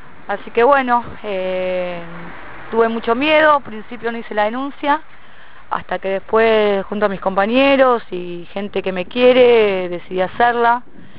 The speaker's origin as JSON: {"language": "Spanish", "town": "Lomas de Zamora", "region": "Buenos Aires Province", "country": "Argentina", "said": "yo soy de Lomas"}